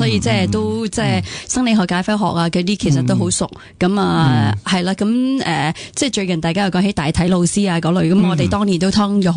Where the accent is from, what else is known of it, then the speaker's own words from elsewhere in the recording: China; 我哋身为中国人咧，我哋用咁多中草药咧